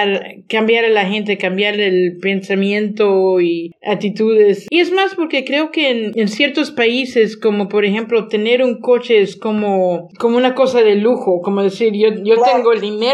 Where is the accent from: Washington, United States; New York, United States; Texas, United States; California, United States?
Texas, United States; porque yo crecí en Texas, y en Texas todos quieren la camioneta más grande.